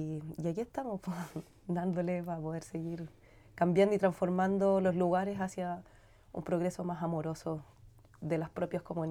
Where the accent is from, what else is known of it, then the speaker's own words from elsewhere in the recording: Licán Ray, Araucanía, Chile; vengo de Licanray, soy profesora de educación física